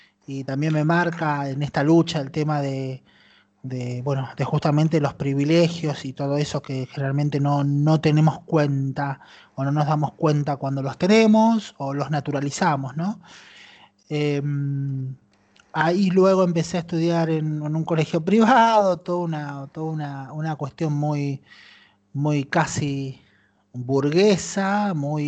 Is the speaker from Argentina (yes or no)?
yes; Luján, Buenos Aires Province, Argentina; born there; a mí apenas nací, me abandonaron en la década del 70, me abandonaron en un hotel en las cercanías de Luján